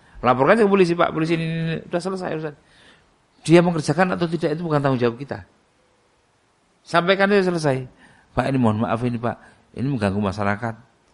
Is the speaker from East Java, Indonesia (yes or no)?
yes; East Java, Indonesia; Saya datang dari Jawa Timur. Bukan orang Solo